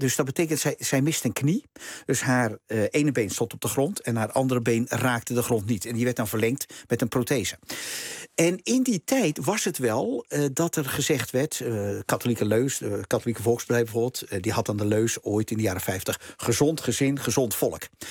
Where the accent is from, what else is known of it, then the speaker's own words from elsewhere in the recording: De Bilt, Utrecht, Netherlands; ik ben opgegroeid in de Bild.